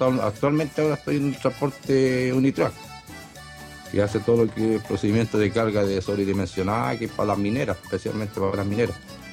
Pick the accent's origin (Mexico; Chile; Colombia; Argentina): Chile; Santiago, Santiago Metropolitan Region; also born or lived in Punta Arenas; hasta que después me tuve que salir para afuera de Santiago, me tocó el servicio militar. Y ahí tuve la oportunidad en Punta Arena de meterme más en el asunto de los vehículos por parte del ejército.